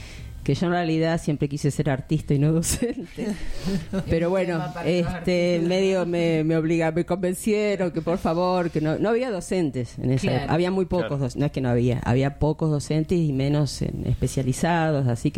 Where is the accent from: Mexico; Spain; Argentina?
Argentina; Buenos Aires; now in Necochea, Argentina; originariamente somos de Buenos Aires, pero estamos viviendo cerca de Necochea, que nos morimos de frío mal.